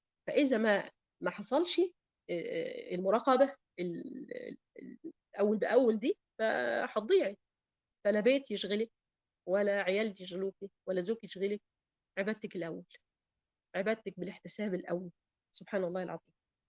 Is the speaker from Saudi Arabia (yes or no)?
no; Egypt; طيب دلوقتي في ضيق المعيشه في عندنا في مصر مثلا